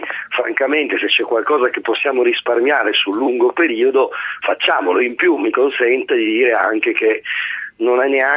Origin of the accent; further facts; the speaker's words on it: Turin, Piedmont, Italy; io sono torinese e conosco abbastanza bene l'aeronautica militare